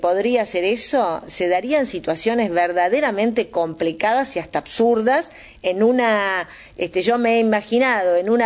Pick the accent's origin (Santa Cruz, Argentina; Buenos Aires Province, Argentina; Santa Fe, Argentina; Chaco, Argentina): Buenos Aires Province, Argentina; Florencio Varela; yo soy de Florencio Varela, y esto es así, pero en mi distrito como en tantos otros.